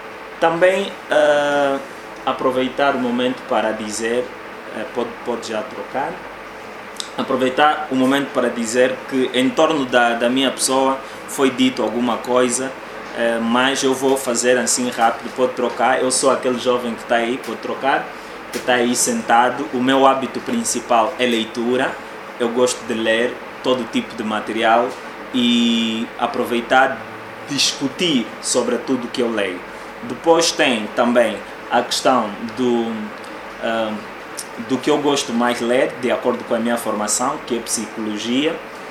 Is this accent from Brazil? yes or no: no; Angola; todos nós somos angolanos